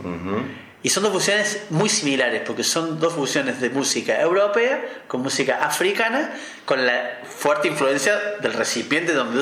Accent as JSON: {"language": "Spanish", "region": "Córdoba", "country": "Argentina", "said": "Yo no seré muy futbolero que digamos, pero soy de Alberdi"}